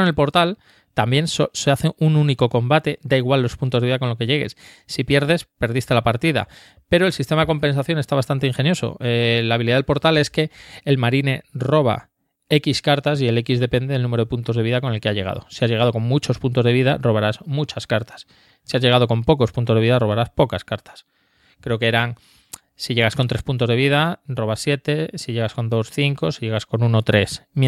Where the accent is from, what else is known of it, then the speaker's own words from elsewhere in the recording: France; yo soy francés